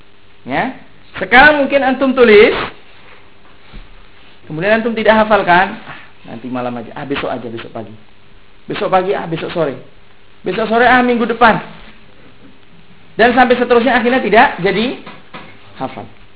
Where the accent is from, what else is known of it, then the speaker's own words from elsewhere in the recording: Indonesia; Ya, seperti kalau saya dari Indonesia, Al-Indonesi, antum dari Malaysia, Al-Malaysi.